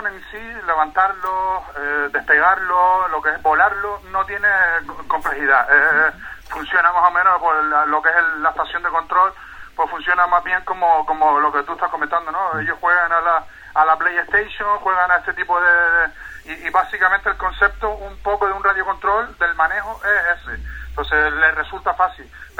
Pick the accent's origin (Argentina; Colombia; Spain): Spain; La Aldea de San Nicolás, Canary Islands; visitar lugares de mi tierra, porque yo soy aldeano de la aldea San Nicolás